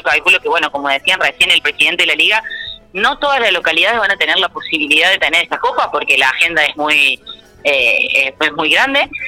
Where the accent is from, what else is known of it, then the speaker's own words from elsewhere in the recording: Argentina; lo que ha generado este último mundial para nosotros también como argentinos ha sido bastante movilizante